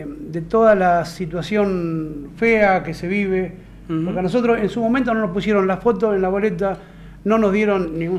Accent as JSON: {"language": "Spanish", "town": "Cañuelas", "region": "Buenos Aires Province", "country": "Argentina", "tie": "born or raised there", "moved": "yes", "said": "Pero cuando me fui de Cañuelas, yo me fui con una idea muy, muy marcada. Le dije a Dios, no me quiero morir sin hacer algo por mi ciudad."}